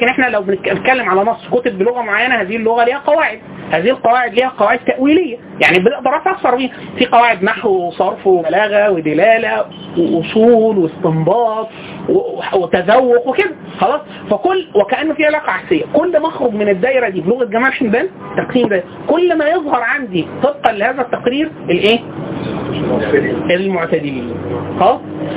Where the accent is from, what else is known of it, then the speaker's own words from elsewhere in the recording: Egypt; حتى في وجهه نظرنا احنا كمصريين